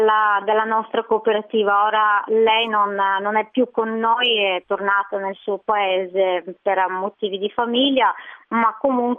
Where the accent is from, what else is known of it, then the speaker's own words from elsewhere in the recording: Bulgaria; now in Italy; ho sempre amato il mare perché ho una nonna che, poverina, ora non c'è più, però andavo tutti gli estati da lei sul Mar Nero, e quindi l'amore per il mare è proprio nell'origine, ancora in Bulgaria, poi dopo me la sono portata